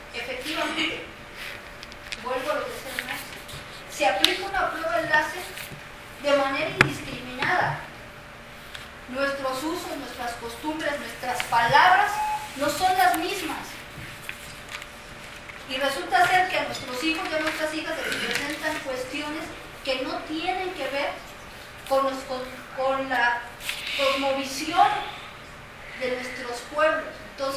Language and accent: Spanish; Mexico; Yo creo que todos como ciudadanos mexicanos tenemos ese derecho